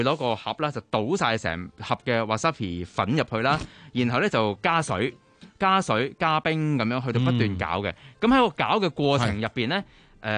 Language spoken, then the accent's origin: Cantonese; Hong Kong; 我哋香港人咧就會稱之為 organic 啦